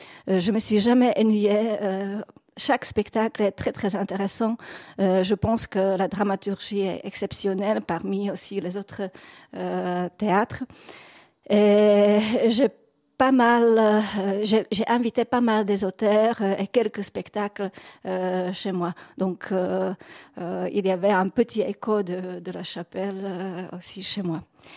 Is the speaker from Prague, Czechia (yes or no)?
yes; Prague, Czechia; quand je suis revenue chez moi à Prague